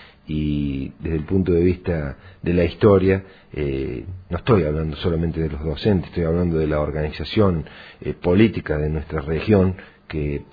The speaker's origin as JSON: {"language": "Spanish", "town": "Traslasierra", "region": "Córdoba", "country": "Argentina", "tie": "born or raised there", "said": "simplemente yo crecí y estudié en Tras la Sierra"}